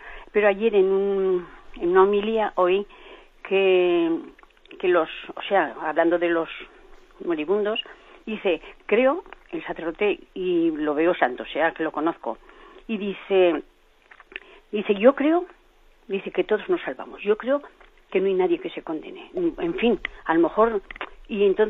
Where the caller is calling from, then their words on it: Zaragoza, Aragon, Spain; de Zaragoza.